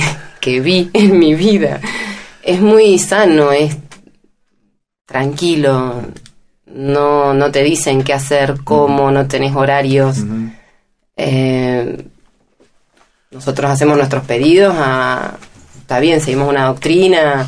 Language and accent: Spanish; Mendoza, Argentina; De Capital. Sí